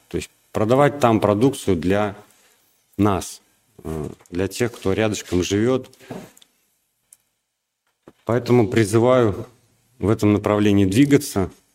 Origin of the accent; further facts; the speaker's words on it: Belarus; now in Russia; я, например, приехал с Беларуси. В России здесь столкнулся с проблемой, что у нас в Беларуси продукты намного лучше, чем в России.